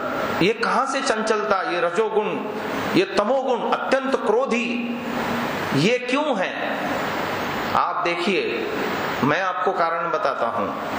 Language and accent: Hindi; Mumbai, Maharashtra, India; मैं बॉम्बे जैसे सिटी में पला, हमारे नगर में, मैं जहां इस परिवेश में रहता था वहां 30-40 घरों में एकाध घर में टीवी हुआ करती थी।